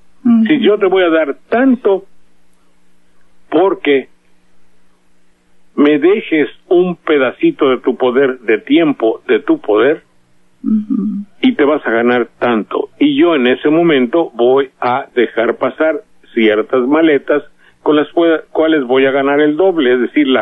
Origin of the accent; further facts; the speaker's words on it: Mexico; Se sienten en México porque los mexicanos somos buenas gente.